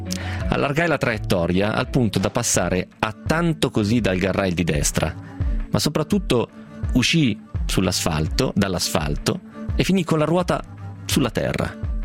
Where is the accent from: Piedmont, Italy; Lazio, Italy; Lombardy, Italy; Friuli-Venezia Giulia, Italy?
Piedmont, Italy; Romentino; passando proprio per il mio di paese, per Romentino. Noi eravamo dei 14enni senza troppe pretese